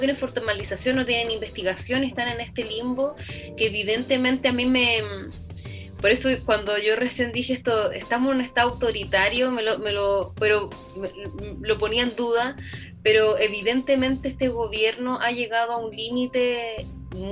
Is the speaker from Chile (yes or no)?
yes; La Serena, Coquimbo, Chile; nosotros somos de La Serena y ya no vivimos, pero nos conocemos desde muy niños los tres.